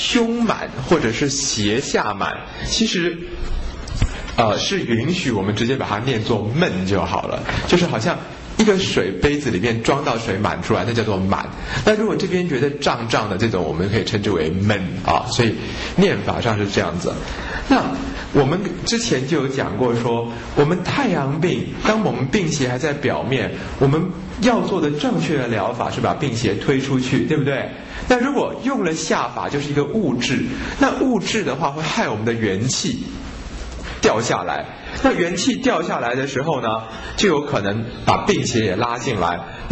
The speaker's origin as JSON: {"language": "Chinese", "country": "Taiwan", "said": "我们台湾人其实有很多事情不太认真哦"}